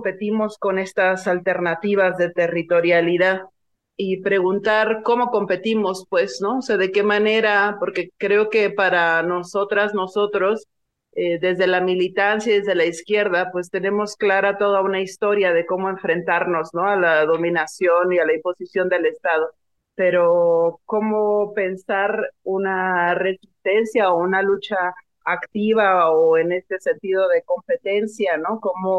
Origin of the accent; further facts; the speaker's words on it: Sonora, Mexico; Yo soy del norte, yo soy de Sonora